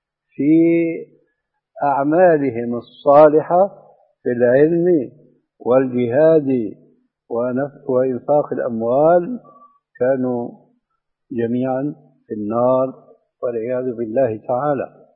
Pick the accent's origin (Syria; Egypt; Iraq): Syria; وعندنا في سوريا بيقولوا العامة مع الأسف